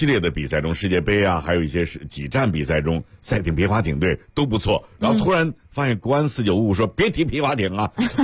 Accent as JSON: {"language": "Chinese", "region": "Beijing", "country": "China", "tie": "born or raised there", "said": "我只支持北京的球队啊，就是我家乡的球队吧，我家乡的球队。"}